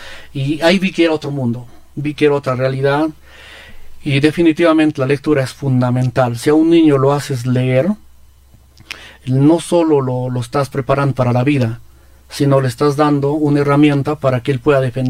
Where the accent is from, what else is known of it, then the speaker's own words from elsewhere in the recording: Peru; Y yo ahí, como todo peruano y como todo curioso nuevo, ¿no? Dirían en Lima, bajadito